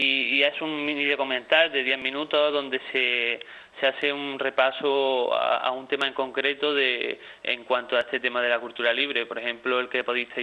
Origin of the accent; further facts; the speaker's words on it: Andalusia, Spain; accent: Andalusian; Luego en el acento se puede deducir de la presentadora que somos un poco andaluces